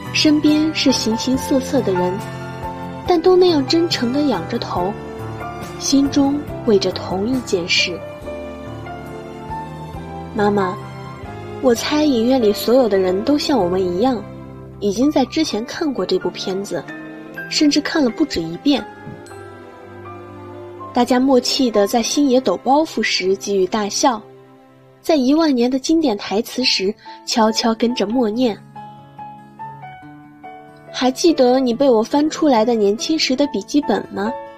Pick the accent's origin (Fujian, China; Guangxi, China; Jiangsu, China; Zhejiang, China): Jiangsu, China; Suzhou; 来自苏州，我在南京大学，距离我的家乡217公里。